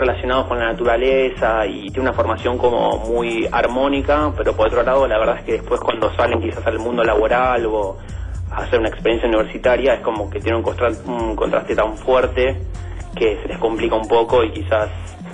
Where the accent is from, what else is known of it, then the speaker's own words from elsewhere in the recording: Vicente López, Buenos Aires Province, Argentina; Te estoy llamando desde Caballito, pero en verdad soy de Vicente López.